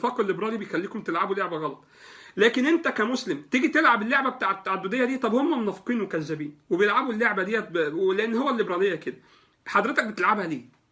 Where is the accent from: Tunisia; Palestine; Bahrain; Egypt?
Egypt; الكوتا في مجلس الشعب عندنا في مصر